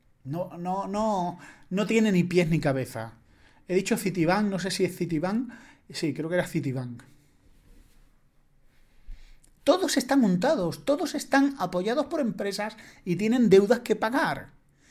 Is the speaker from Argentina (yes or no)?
no; Spain; yo no soy estadounidense, pero como ciudadano español